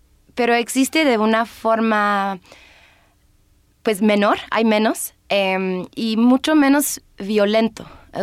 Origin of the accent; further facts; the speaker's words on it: United Kingdom; Spanish is a second language; Ah, claro, sí, yo soy británica.